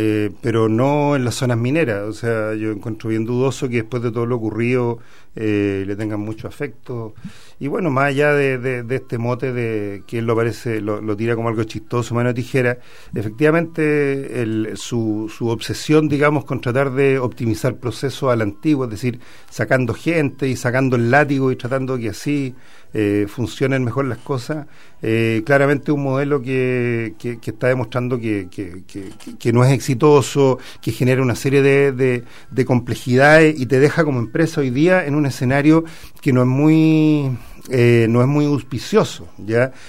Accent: Chile; debiera hacernos sentir orgullosos y orgullosas como país, como chileno

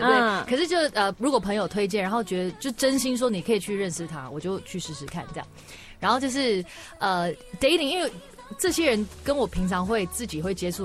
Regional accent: Singapore; also born or lived in Hong Kong; 我在新加坡跟香港长大的时候，我其实接触很多英文歌

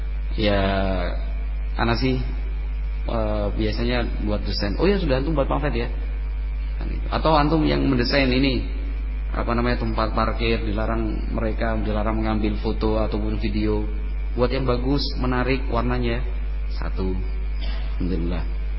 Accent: Java, Indonesia; kalau kita orang Jawa itu atau watak kita dan karakter orang Indonesia itu malu, sungkan

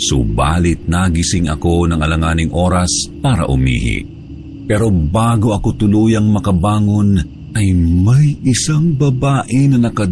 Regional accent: Bicol Region, Philippines; 21 taong gulang. Ako ay taga-Albay, Bicol.

